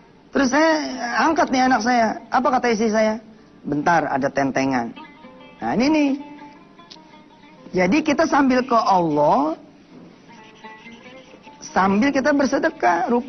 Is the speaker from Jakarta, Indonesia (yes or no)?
yes; Jakarta, Indonesia; accent: Betawi; nih bahasa Indonesia lah, bahasa saya Betawi gitu ya